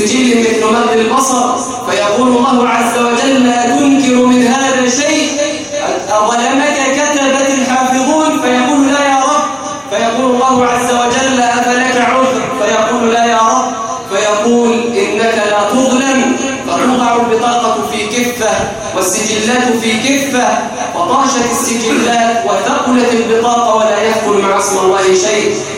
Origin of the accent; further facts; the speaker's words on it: Egypt; اللهم جنب بلدنا مصر الفتن ما ظهر منها وما بطن